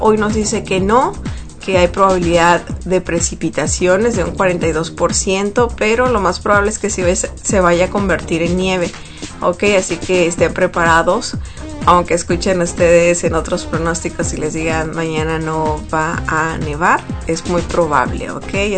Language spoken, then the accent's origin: Spanish; Mexico; para todos los que somos mexicanos y que celebramos el Día de la Virgen.